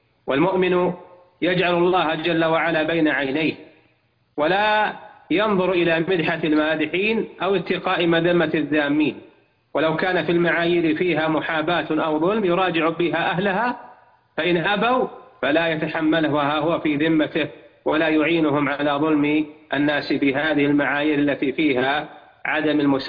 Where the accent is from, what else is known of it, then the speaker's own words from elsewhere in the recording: Saudi Arabia; اللجنة الدائمة عندنا في المملكة العربية السعودية